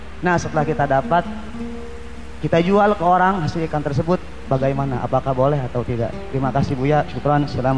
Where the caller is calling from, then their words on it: Kuningan, West Java, Indonesia; Saya dari Kuningan ingin bertanya